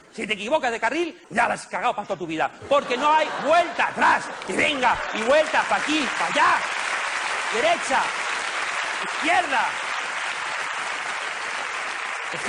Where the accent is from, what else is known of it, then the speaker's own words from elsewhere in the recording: Barcelona, Catalonia, Spain; Me dice, ¿de dónde eres? Digo, de Barcelona.